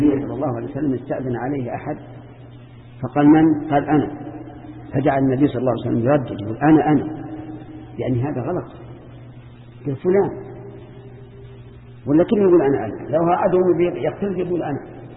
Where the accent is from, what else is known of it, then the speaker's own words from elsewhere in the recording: Saudi Arabia; لكن في بلادنا السعودية